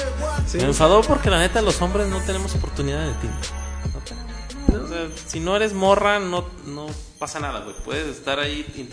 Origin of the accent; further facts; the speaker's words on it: Guadalajara, Jalisco, Mexico; Yo soy del barrio de Talpita, soy tapatío y la neta venimos de barrio